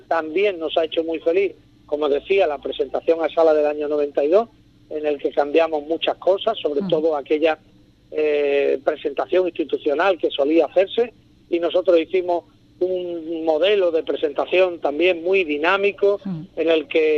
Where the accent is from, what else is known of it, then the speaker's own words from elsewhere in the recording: San Fernando, Andalusia, Spain; yo he salido en la calle, en agrupaciones callejeras, en mi pueblo, en San Fernando